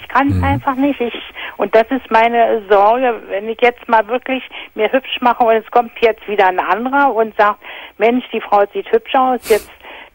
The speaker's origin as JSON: {"language": "German", "region": "Berlin", "country": "Germany", "said": "Ja, ich bin Berliner."}